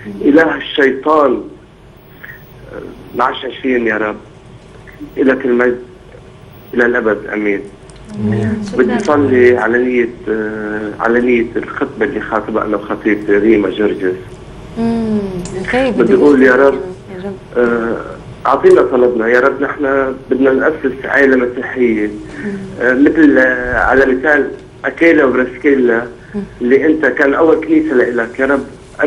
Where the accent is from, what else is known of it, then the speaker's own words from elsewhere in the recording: Sadad, Homs Governorate, Syria; من حمص، من سوريا، من صدد حفر.